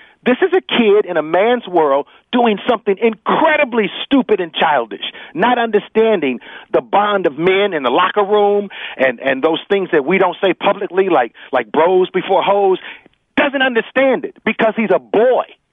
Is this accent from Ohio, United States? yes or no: yes; Cleveland, Ohio, United States; I'm from Cleveland, and for me, that's a sign that you know who I am.